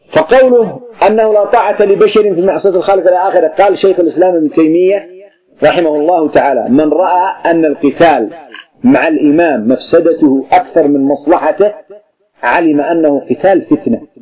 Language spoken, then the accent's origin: Arabic; Yemen; مثل القبائل عندنا في اليمن تبغي حاشد على سنحان واعتدت عليها